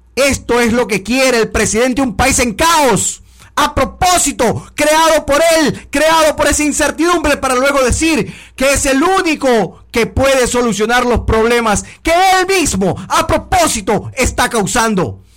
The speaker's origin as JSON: {"language": "Spanish", "country": "Ecuador", "said": "las víctimas somos todos los ecuatorianos decentes que estamos siendo asaltados y atropellados continuamente"}